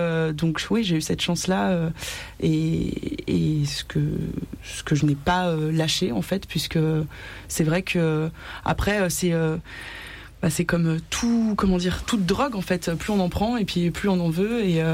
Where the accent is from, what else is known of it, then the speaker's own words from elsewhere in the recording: Annecy, Auvergne-Rhône-Alpes, France; Je viens d'Annecy, je suis née à Annecy.